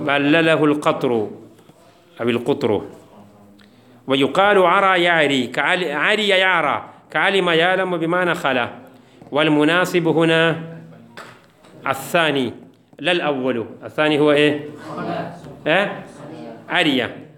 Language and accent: Arabic; India; Arabic is a second language; هذا عادة الكفار عندنا في الهند